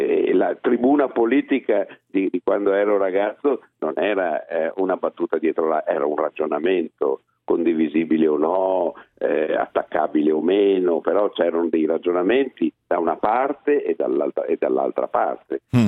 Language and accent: Italian; Veneto, Italy; Io ce le ho frequentati molto, essendo veneto, le osterie so cosa sono.